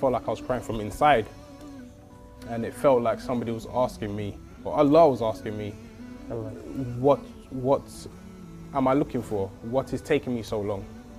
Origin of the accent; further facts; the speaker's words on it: United Kingdom; My mother and father, who are from the Caribbean … I am British and I live in London.